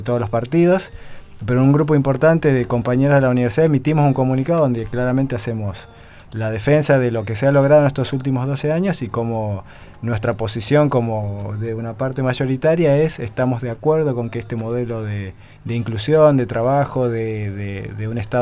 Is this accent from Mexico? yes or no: no; Argentina; Yo como docente universitario y como ciudadano argentino tengo mi posición política